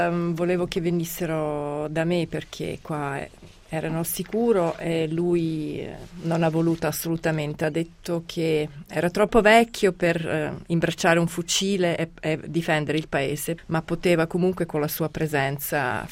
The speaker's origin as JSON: {"language": "Italian", "country": "Serbia", "said": "con tutte le cose che avevo sentito di me stessa come serba, avevo anche io la stessa paura di perdermi, di perdere il mio nome, di perdere la mia identità"}